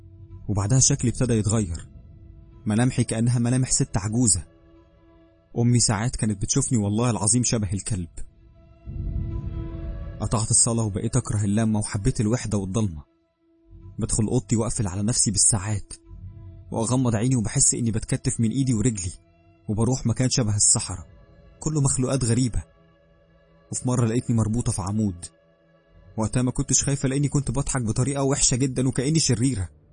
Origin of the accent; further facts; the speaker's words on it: Cairo, Cairo Governorate, Egypt; now in Giza, Egypt; من القاهرة، عندي 23 سنة.